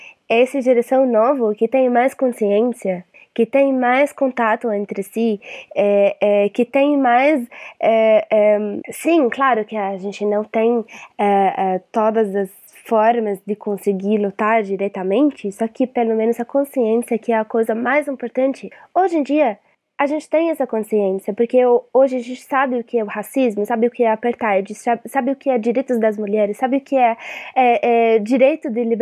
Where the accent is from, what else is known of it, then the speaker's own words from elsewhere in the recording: Palestine; Portuguese is a second language; also born or lived in Syria; now in Brazil; eu sou da Palestina, nascida da Síria, moro aqui no Brasil. Saí da Síria ilegalmente.